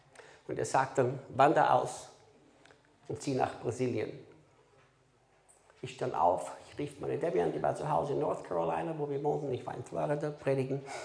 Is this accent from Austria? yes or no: yes; Austria; Dann muss ich Deutsch sprechen, weil sonst hätte ich Steirisch